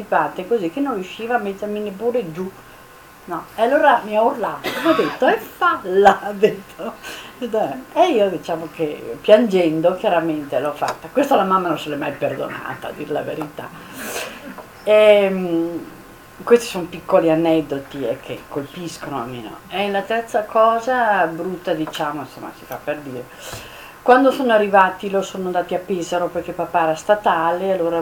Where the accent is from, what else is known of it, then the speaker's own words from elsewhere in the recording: Rijeka, Primorje-Gorski Kotar County, Croatia; born there; sono nata a Fiume, dopo guerra però, finita appena appena.